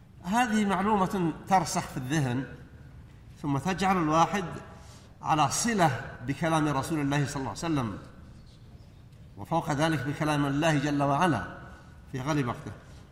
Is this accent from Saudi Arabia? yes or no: yes; Saudi Arabia; أن يحفظ على بلادنا المملكة العربية السعودية